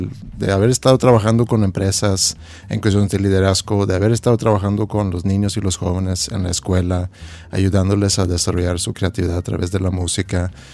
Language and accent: Spanish; Sweden; moved away as an adult; now in Monterrey, Mexico; Soy de Suecia. Nacido en Suecia y llegué aquí a los 25 años.